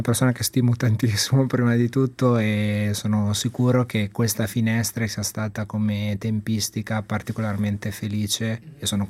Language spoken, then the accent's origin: Italian; Imola, Emilia-Romagna, Italy; io sono originario di Imola e quindi siamo a 30 km di distanza